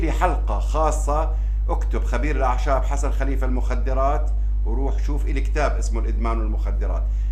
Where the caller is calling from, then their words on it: Morocco; من المغرب، أنا متتبعة لك من 2005